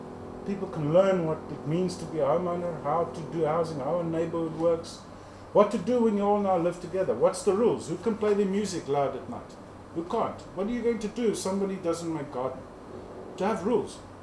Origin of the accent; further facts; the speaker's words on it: South Africa; I'm a South African